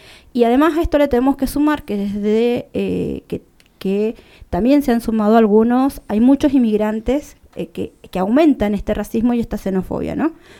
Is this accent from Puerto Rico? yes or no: no; Bolivia; now in Argentina; desde el apoyo y el acompañamiento que hacemos nosotros desde Argentina, en este caso como residentes bolivianos en el exterior